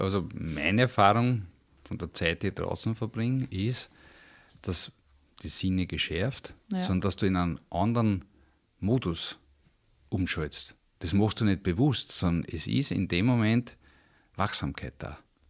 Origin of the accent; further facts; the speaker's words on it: Vienna, Austria; weil ich bin in Wien aufgewachsen